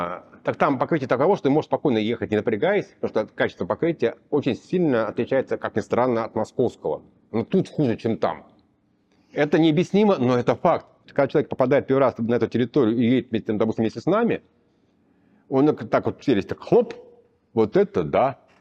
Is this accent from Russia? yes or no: yes; Moscow, Russia; сравнивая даже с тем, что мы москвичи, да, вот мы живем здесь